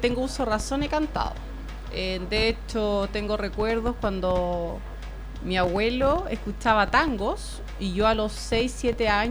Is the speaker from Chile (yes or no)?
yes; Chile; para mí significa bastante representarla acá en Chile, en mi país, en eventos